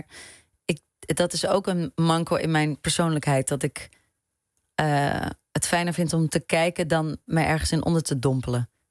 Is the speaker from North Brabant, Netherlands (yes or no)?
yes; Etten-Leur, North Brabant, Netherlands; En toen ik kwam vers uit Etten-Leur. Ik had nog nooit een toneelvoorstelling gezien.